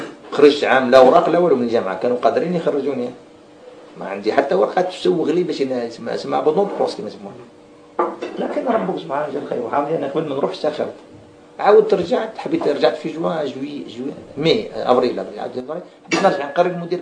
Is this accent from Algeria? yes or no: yes; Algeria; moved away as an adult; now in Saudi Arabia; ها أنا ذا جيت مهاجر من الجزائر للسعودية